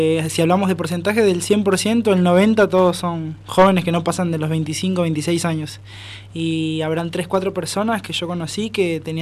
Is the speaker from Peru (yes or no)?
yes; Peru; moved away; Yo soy de Perú.